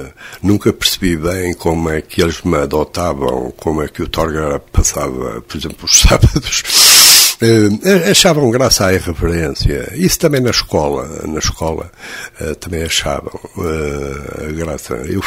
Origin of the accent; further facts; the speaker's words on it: Coimbra, Centro, Portugal; Eu fui criado em Coimbra, depois aqui com o internato.